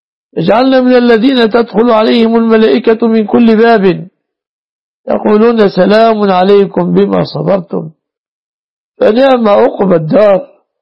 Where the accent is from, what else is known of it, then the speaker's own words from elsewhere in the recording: Egypt; احفظنا واحفظ بلادنا مصر وسائر بلاد المسلمين